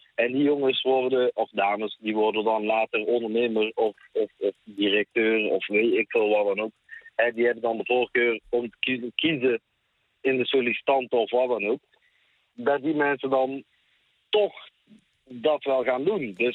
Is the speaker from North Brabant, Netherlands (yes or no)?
yes; Tilburg, North Brabant, Netherlands; Ja, ik ben in Nederland geboren, ik ben zelf Tilburger.